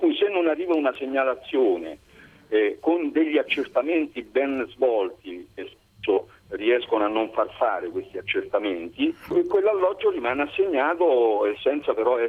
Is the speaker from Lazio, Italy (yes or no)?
yes; Velletri, Lazio, Italy; sono di Velletri, dove … sono solamente due, non hanno altri parenti.